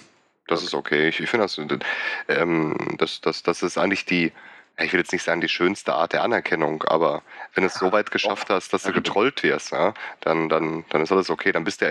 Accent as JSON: {"language": "German", "town": "Gelsenkirchen", "region": "North Rhine-Westphalia", "country": "Germany", "said": "Also ich komme ursprünglich eigentlich aus Gelsenkirchen."}